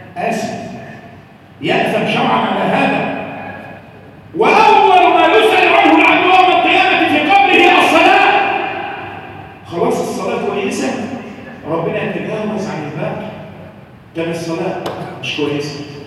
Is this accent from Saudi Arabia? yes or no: no; Egypt; اللهم احفظ بلادنا مصر من كل مكروه وسوء